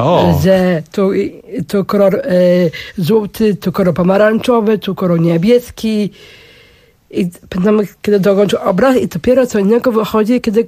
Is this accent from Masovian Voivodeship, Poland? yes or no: yes; Warsaw, Masovian Voivodeship, Poland; born there; No trzeba za Bielanami, gdzie ja tam się urodziłam, na Bielanach.